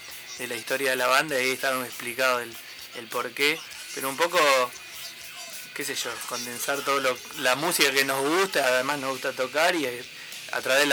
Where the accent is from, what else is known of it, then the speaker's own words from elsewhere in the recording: Monte Grande, Buenos Aires Province, Argentina; now in Llavallol, Argentina; Yo soy de Monte Grande. ¿De Monte Grande? No, ahora vivo en Lavallol, pero sí